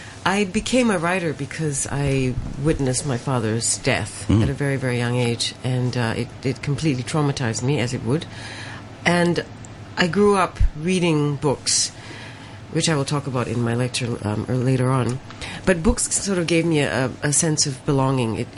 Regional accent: Malaysia; Growing up Chinese, growing up Punjabi, someone who was of mixed identities, growing up in Malaysia.

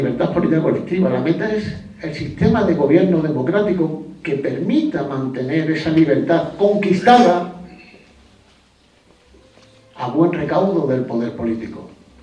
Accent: Andalusia, Spain; como que soy andaluz

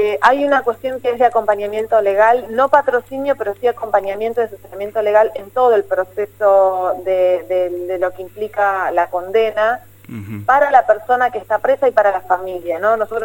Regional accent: Morón, Buenos Aires Province, Argentina; yo soy de Morón, y en Morón hace ya varios años también armamos un programa local

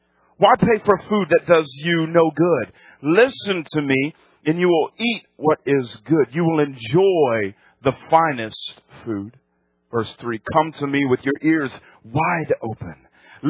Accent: New England, United States; I am from New England. 20 years I lived there. So it's my hometown team

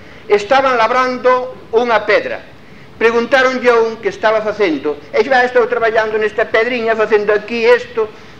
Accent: Galicia, Spain; da miña terra, da terra de onde somos lejísima

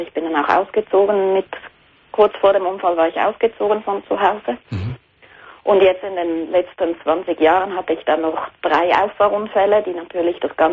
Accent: Switzerland; ich komme auch aus der Schweiz.

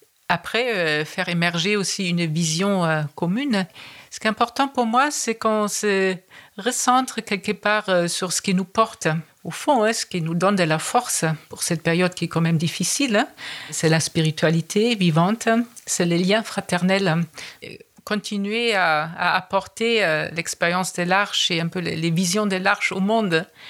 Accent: Germany; French is a second language; J'ai remarqué ça en tant qu'Allemande.

